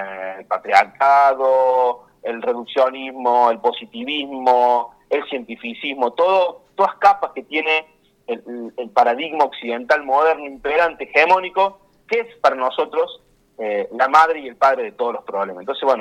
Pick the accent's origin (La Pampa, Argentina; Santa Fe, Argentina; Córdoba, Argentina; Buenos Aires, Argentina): Córdoba, Argentina; Oncativo; En una primera etapa vinimos mucho de nuestro pueblo natal, éramos como cerca de 6-7 familias que vinimos de Oncativo